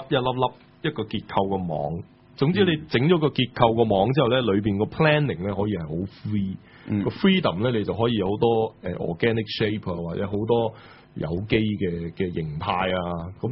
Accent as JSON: {"language": "Cantonese", "country": "Hong Kong", "said": "對我哋香港人咧係特別有感覺嘅"}